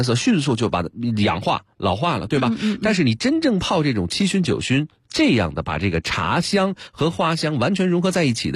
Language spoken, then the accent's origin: Chinese; Beijing, China; 这个我北京人代表我们北京的这个朋友们